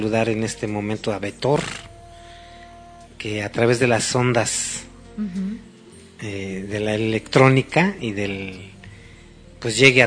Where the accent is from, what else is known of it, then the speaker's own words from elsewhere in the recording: Mexico; porque todos somos mexicanos, todos necesitamos ayuda y todos nos lo merecemos.